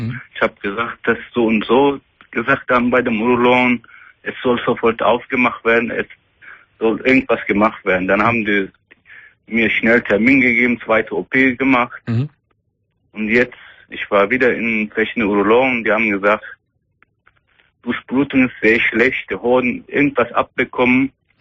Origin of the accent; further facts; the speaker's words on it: Turkey; German is a second language; now in Germany; Ja, ich komme aus Türkei.